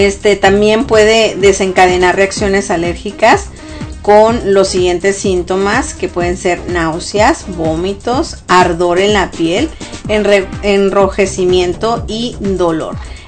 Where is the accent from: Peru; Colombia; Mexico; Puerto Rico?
Mexico; para la gente que somos de México, cuando comemos el arroz con leche